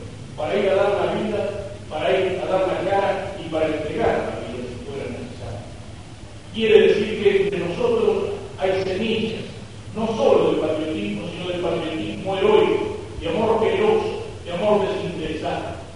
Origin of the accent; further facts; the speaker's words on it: Argentina; no solo nos encontramos como argentinos bajo la bandera de la patria